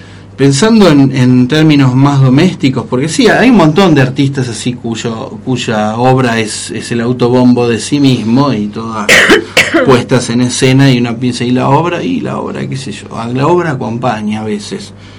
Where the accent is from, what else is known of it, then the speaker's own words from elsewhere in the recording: San Nicolás de los Arroyos, Buenos Aires Province, Argentina; yo medio me crié en San Nicolás de los Arroyos, provincia de Buenos Aires, más allá de mi sangre y mi alma rosarina. He vivido una especie de purgatorio infanto-adolescente en San Nicolás.